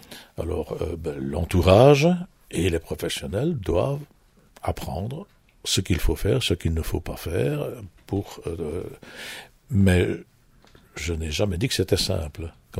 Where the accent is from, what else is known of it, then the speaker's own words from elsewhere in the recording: Wallonia, Belgium; Nous avons par exemple chez nous en Wallonie